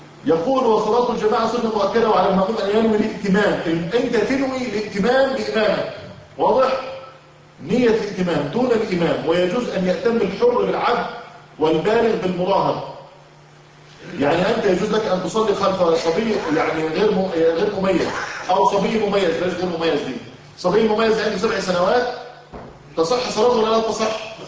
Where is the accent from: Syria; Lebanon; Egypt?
Egypt; على فكرة دي رأي المفتي عندنا في مصر